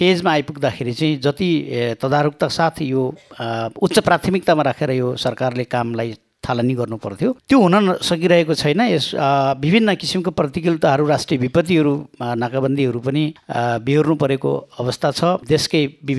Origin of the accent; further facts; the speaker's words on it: Tokarpur, Bagmati, Nepal; now in Manthali, Nepal; अधिवक्ता, मेरो घर टोकरपुर दुईमा पर्छ, हाल म मन्थलीमा बस्छु।